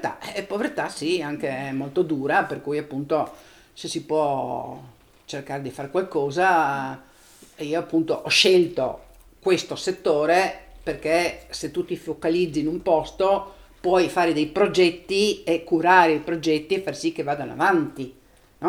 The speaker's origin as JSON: {"language": "Italian", "town": "Trieste", "region": "Friuli-Venezia Giulia", "country": "Italy", "tie": "born there", "said": "ovviamente sono nata a Trieste, vivo a Trieste, quindi sono nata in un certo tipo di cultura, e quindi chiaramente sono nata dentro alla cultura cristiana cattolica, per forza di cose."}